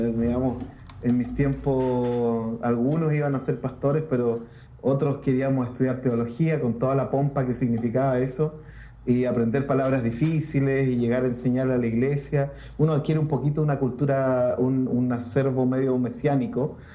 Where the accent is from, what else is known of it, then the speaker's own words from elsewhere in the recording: Valdivia, Los Ríos, Chile; also born or lived in Santiago; Soy de Chile. Soy originalmente de Valdivia. Sigo viviendo en Valdivia, aunque estuve unos años en Santiago por razones de estudio y por razones de trabajo y otras razones, pero soy de acá.